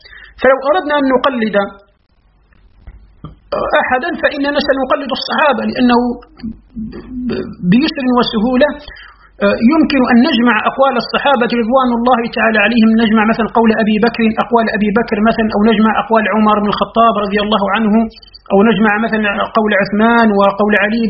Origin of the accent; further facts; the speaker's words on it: Algeria; كحال بلدنا الجزائر مثلا